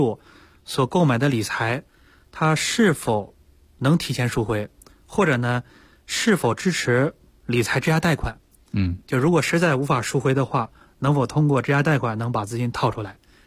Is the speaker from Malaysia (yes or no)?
no; China; 因为大家知道我们中国人的话。是非常喜欢储蓄的，